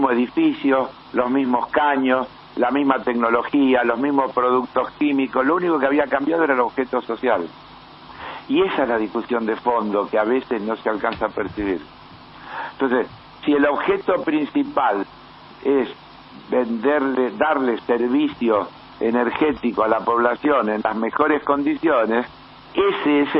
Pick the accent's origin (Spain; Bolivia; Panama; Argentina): Argentina; porque yo soy argentino.